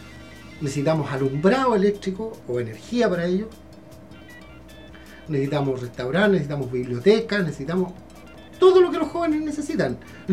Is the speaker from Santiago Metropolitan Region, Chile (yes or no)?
no; Valparaíso, Chile; para que un pelotudo nos venga a decir cómo somos los porteños, si nosotros sabemos cómo somos